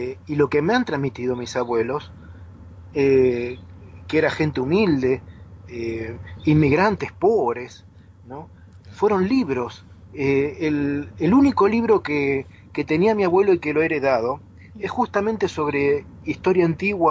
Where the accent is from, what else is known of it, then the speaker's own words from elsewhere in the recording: Argentina; aunque yo soy argentino, hablo una lengua que es el castellano